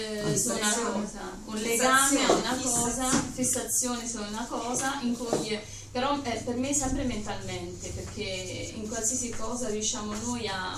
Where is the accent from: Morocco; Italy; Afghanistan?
Morocco; sono marocchina